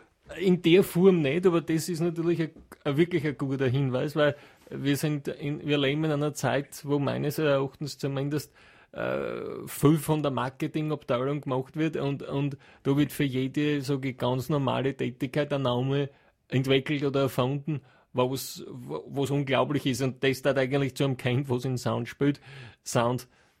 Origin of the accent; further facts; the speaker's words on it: Hieflau, Styria, Austria; ich komme ja von Land, ich komme aus der Steiermark, aus der Gegend von Hieflau, Knittelfeld, Gesäuse. Dachstein West, die Region. Und dort hat jeder ein eigenes Haus und einen Garten fast.